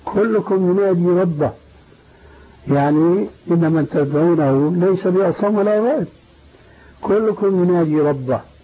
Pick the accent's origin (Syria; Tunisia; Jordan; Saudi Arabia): Syria; عندنا في سوريا